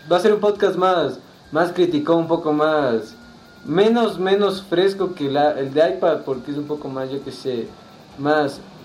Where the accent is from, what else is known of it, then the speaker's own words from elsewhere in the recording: Ecuador; yo soy el podcaster ecuatoriano más famoso del mundo.